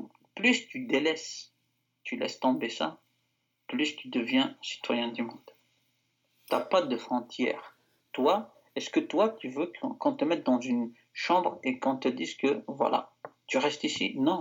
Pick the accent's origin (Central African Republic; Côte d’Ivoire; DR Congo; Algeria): Algeria; J'ai grandi en Algérie. J'allais visiter l'Europe, et j'y retournerai en Algérie, de toute façon.